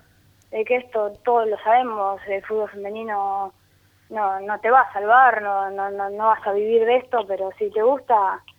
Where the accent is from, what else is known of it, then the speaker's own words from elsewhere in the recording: Córdoba, Argentina; now in Buenos Aires, Argentina; Yo soy de Córdoba y bueno